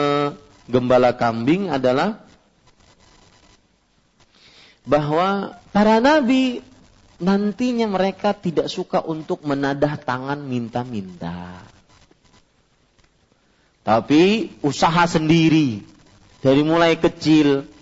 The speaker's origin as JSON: {"language": "Indonesian", "region": "Kalimantan", "country": "Indonesia", "said": "kalau saya masih mending orang Kalimantan mau masuk ke rumah beliau pakai bahasa Indonesia boleh"}